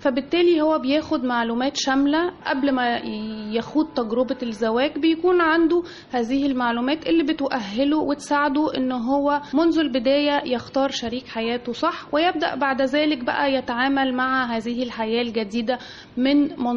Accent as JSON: {"language": "Arabic", "country": "Egypt", "said": "احنا كمجتمع مصري وشرقي مش متعودين على الطلاق"}